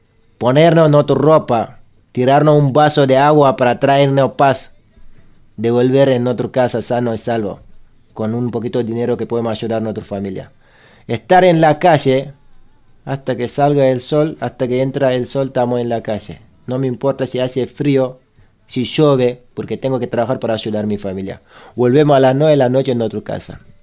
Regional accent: Senegal; Spanish is a second language; now in La Plata, Argentina; somos unos grupos de Senegal que está en La Plata.

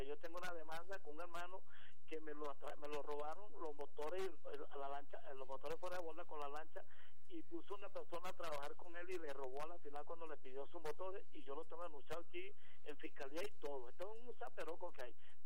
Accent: Delta Amacuro, Venezuela; Yo soy nativo de allí, yo soy médico botánico

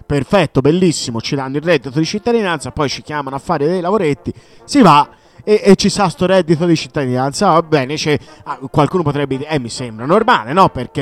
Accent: Tuscany, Italy; io che sono toscano ho delle amicizie che lavorano nei CAF, tipo nel capoluogo, quindi a Firenze

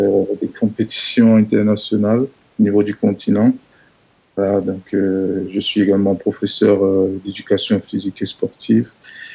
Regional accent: Cameroon; now in France; je suis camerounais.

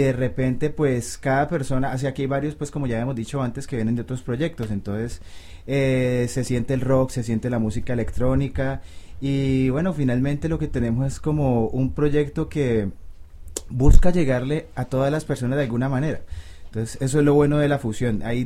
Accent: Cali, Valle del Cauca, Colombia; es uno como caleño, pues la escuela comienza como con la salsa que uno escucha en las casas, con los boleros, con la música antillana

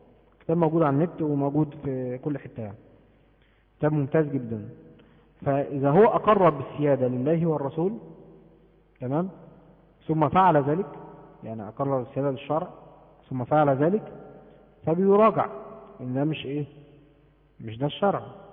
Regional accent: Egypt; زي عندنا في مصر

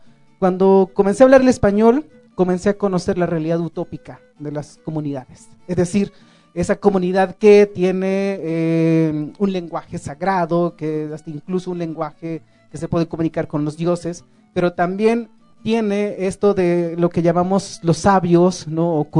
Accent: Chiapas, Mexico; first language Tzotzil; Spanish is a second language; yo crecí hablando mi lengua tzotzil hasta los 16 años cuando vine a la ciudad y aprendí el español porque pues si no aprendía no podía estudiar

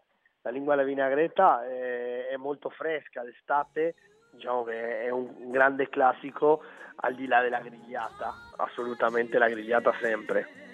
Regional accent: Uruguay; quando vado in Uruguay, alla mia terra, alla mia casa

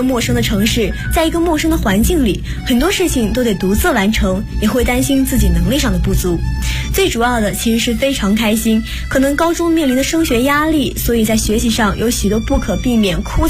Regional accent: Ma'anshan, Anhui, China; 也是四川传媒学院的2017级的大一新生。

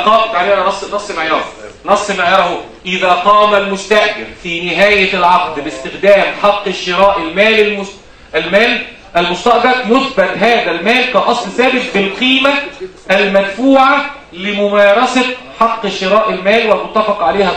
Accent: Egypt; زي عندنا في مصر 75%

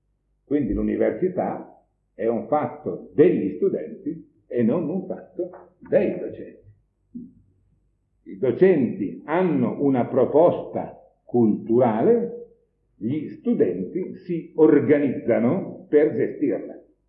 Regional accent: Bologna, Emilia-Romagna, Italy; io stesso sono bolognese di nascita, voglio dire di formazione

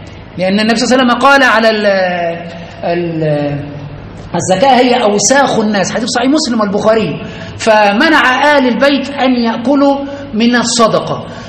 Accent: Aswan, Aswan Governorate, Egypt; كثير من الناس يعني عندنا في أسوان وفي كثير من البلدان هم من آل البيت

